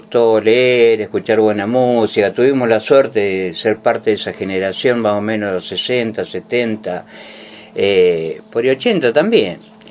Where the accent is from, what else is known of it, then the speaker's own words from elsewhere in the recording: Venado Tuerto, Santa Fe, Argentina; nací en Venado Tuerto, nací en 1963, como dijo … con Kennedy a la cabeza. Ajá. Y bueno, sí, nací, me crié en Venado